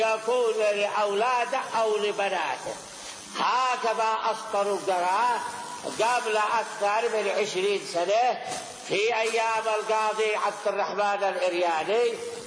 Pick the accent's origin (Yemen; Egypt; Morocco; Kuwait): Yemen; إلا أنه عندنا في اليمن يقعدوه مقعد أبوه